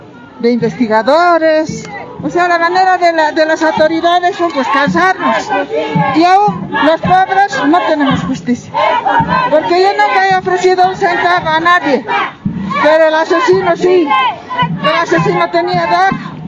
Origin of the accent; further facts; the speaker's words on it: El Alto, La Paz, Bolivia; Yo soy del Alto, de la zona Huayna Potosí.